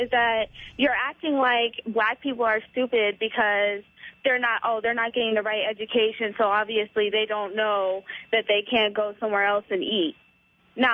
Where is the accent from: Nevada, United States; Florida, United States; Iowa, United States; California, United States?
Nevada, United States; Las Vegas; I'm from Las Vegas, and I lived in the ghetto, and I came from a lower-scale family, and I am not fat.